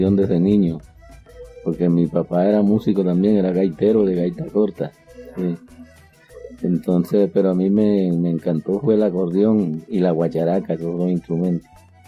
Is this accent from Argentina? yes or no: no; Plato, Magdalena, Colombia; born or raised there; also born or lived in Canutal